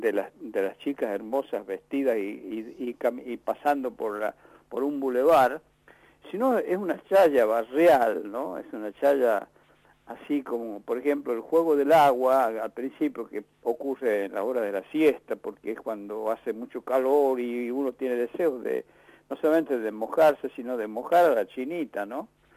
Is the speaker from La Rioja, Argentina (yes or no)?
yes; Chuquis, La Rioja, Argentina; Yo los carnavales los he pasado siempre en Chuquis, en mi pueblo, allá en la costa riojana, lo que le llamamos la costa, que es el departamento Castro Barro. Ahí nosotros tenemos un rinconcito, una casita, en el pueblito de Chuquis